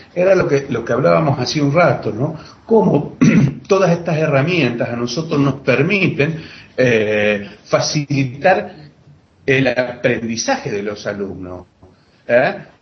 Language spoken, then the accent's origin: Spanish; Santa Fe, Argentina; también de Santa Fe, Argentina